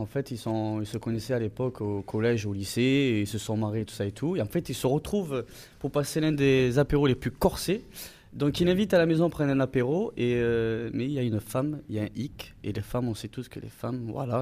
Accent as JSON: {"language": "French", "town": "Lille", "region": "Hauts-de-France", "country": "France", "said": "Exactement, je viens de Lille."}